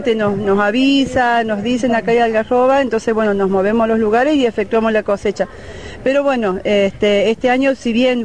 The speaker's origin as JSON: {"language": "Spanish", "town": "Travesía", "region": "Córdoba", "country": "Argentina", "said": "de Tras la Sierra, de Travesía especialmente."}